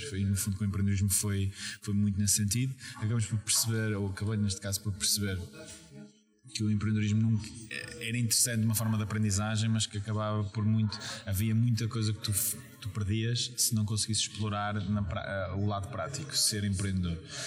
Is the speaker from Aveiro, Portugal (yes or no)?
no; Porto, Portugal; moved away as an adult; also born or lived in England; now in Lisbon, Portugal; Português, origem, eu nasci no Porto, vim para Lisboa, neste caso, há cerca de 5 anos atrás. Os primeiros 18 anos passei no Porto, entretanto depois fui fazer licenciatura em Inglaterra